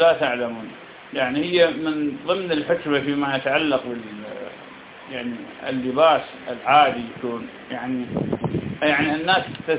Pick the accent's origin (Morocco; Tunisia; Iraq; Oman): Iraq; يعني في بلدنا العراق الناس بفضل الله تعالى تسبب في هذا وغيره